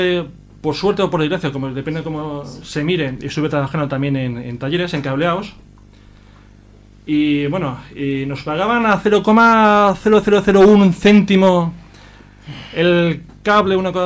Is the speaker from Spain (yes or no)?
yes; Spain; y ya como español que soy, pues también me gustaría reclamar